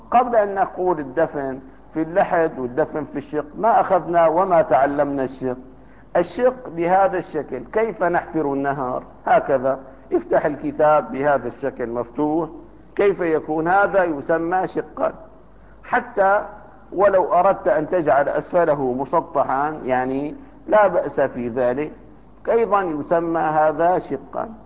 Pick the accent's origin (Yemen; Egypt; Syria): Syria; Damascus, Damascus Governorate; عندنا في دمشق لكفت أهل دمشق مرات ومرات